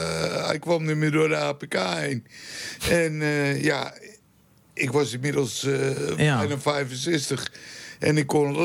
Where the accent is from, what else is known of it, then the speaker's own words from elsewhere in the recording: North Holland, Netherlands; Wij komen uit Lamuiden vandaan. Dat ligt onder de rook van Schiphol.